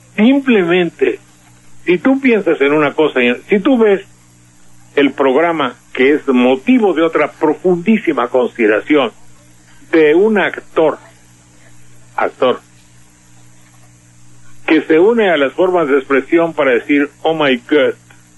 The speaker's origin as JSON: {"language": "Spanish", "region": "Veracruz", "country": "Mexico", "said": "Te digo porque soy veracruzano, vengo de allá."}